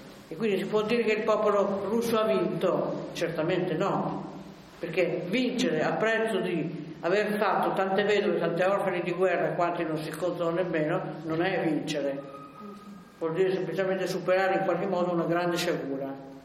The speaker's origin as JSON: {"language": "Italian", "town": "Novara", "region": "Piedmont", "country": "Italy", "tie": "born there", "said": "Io mi ricordo che sono nata a Novara, quindi la resistenza la ricordo come è avvenuta da quelle parti lì."}